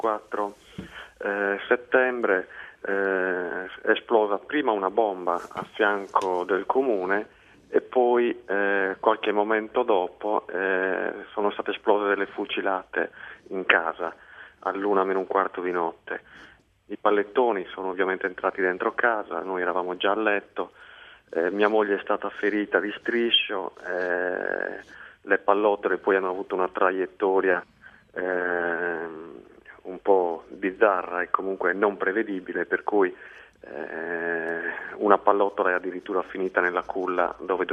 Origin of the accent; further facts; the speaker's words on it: Ottana, Sardinia, Italy; Ottana sarà, il mio paese, uno dei centri di energie alternative